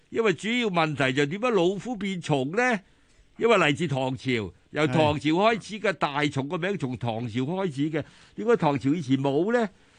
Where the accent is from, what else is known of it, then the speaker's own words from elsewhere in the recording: Guangdong, China; 因为我哋广东人就成日讲残鸡。